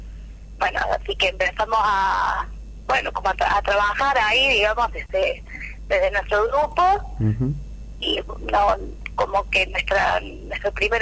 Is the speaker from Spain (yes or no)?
no; Córdoba, Argentina; Somos de la zona sur de Córdoba. Sí, son muchos barrios chiquitos: Coronero Olmedo, San Lucas, El Quebracho y varios más. Somos mujeres de esos distintos barrios